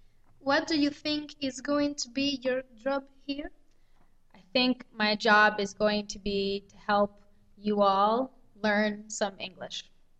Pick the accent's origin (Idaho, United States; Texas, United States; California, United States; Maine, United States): Maine, United States; I'm from Maine, which is in the United States.